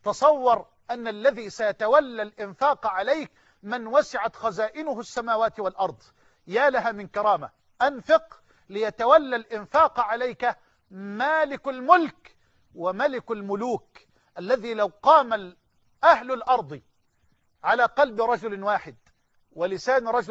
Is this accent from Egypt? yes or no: yes; Egypt; اللهم اجعل بلدنا مصر أمنا أمانا سخاء رخاء